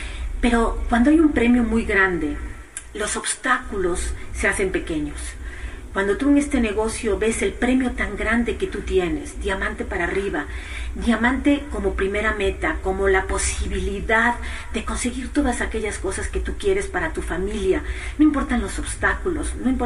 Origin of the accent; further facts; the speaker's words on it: Spain; born there; yo nací en España